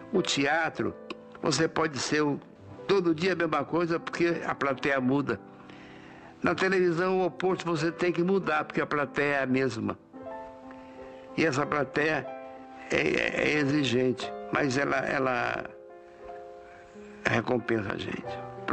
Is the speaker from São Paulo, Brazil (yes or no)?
no; Rio de Janeiro, Brazil; also born or lived in Fortaleza; E a minha infância no Rio de Janeiro, dos 9 aos 15, foi péssima.